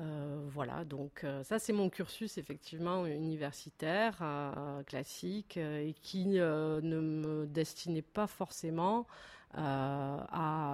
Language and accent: French; Sète, Occitanie, France; Donc je suis de Sète, qui est une ville où l'art aussi a beaucoup d'importance.